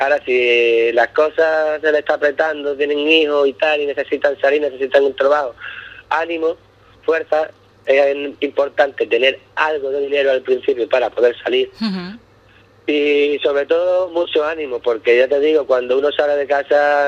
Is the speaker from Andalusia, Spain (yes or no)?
yes; Ubrique, Andalusia, Spain; now in Scotland, United Kingdom; Y yo verdaderamente confío y amo a mi pueblo más que nada, porque aquí en Escocia ya Ubrique lo conoce muchísima gente.